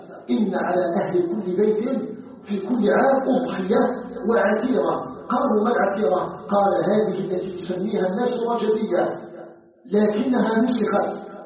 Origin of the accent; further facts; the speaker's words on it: Algeria; أن يجعل بلدنا الجزائر بلدا آمنا مطمئنا وسائر بلاد